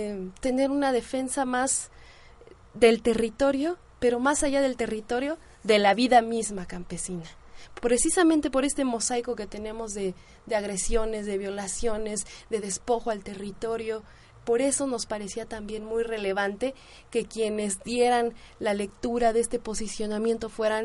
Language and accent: Spanish; Mexico; por este despojo de nuestra identidad como mexicanos